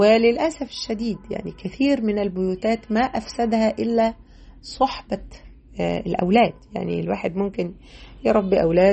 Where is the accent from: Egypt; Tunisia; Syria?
Egypt; Mansoura, Dakahlia; كنت وأنا صغيرة اشتغلت محفظة فترة وأنا في تانية ثانوي، كنت اشتغلت محفظة في مسجد عندنا في المنصورة.